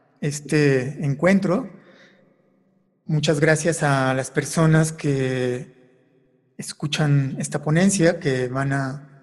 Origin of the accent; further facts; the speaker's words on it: Morelia, Michoacán, Mexico; yo me dediqué a grabar muchísimo la ciudad de Morelia, de donde soy originario